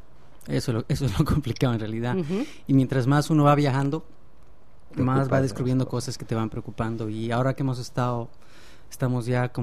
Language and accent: Spanish; Bolivia; como venimos de Bolivia nosotros, ¿no?